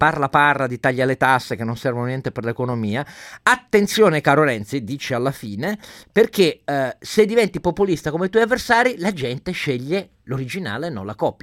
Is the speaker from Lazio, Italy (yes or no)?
no; Turin, Piedmont, Italy; Lo dico da torinese